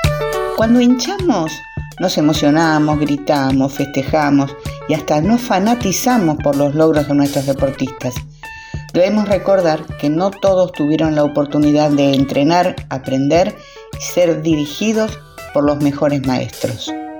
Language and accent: Spanish; Viedma, Río Negro, Argentina; soy de Viedma y estoy jubilada.